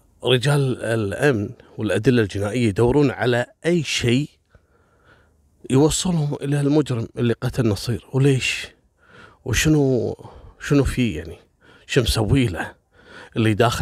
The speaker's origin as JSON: {"language": "Arabic", "country": "Kuwait", "said": "المدارس أول بنيانها إحنا عندنا في الكويت دائما سور المدرسة"}